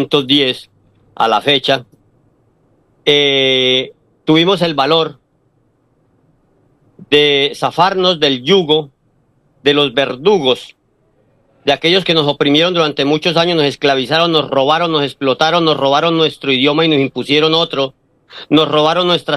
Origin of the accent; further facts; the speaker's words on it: Colombia; moved away; colombianos seguimos siendo, así cambiemos de lugar de residencia, seguimos siendo colombianos